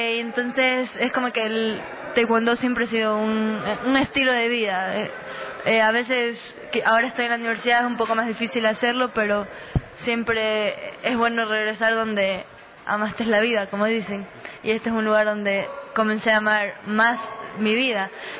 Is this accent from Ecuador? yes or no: yes; Manabí, Ecuador; yo soy de Manabí primeramente